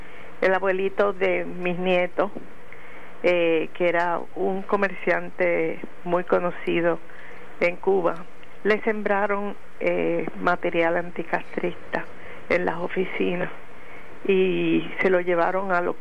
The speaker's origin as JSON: {"language": "Spanish", "town": "San Germán", "country": "Puerto Rico", "said": "Y yo soy de San Germán"}